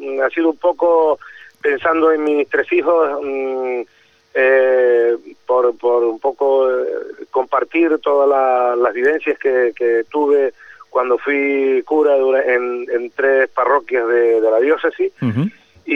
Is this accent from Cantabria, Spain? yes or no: no; Güímar, Canary Islands, Spain; nombro todo lo que es mi infancia aquí en Güímar, lo que fue una infancia muy feliz